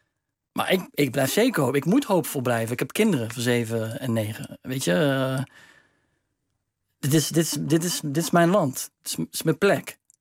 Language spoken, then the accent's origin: Dutch; Netherlands; Maar ik ben wel Nederlander, hè? Ik bedoel, het is mijn land.